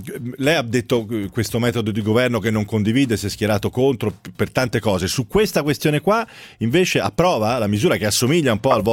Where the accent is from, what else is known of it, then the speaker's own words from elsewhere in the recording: Tuscany, Italy; Sì, io sono toscano ma mi defilo